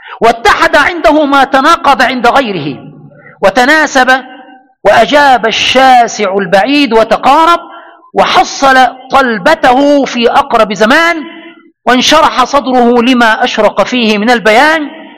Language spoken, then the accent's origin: Arabic; Egypt; هذه القاعدة يستدل بها عندنا في مصر.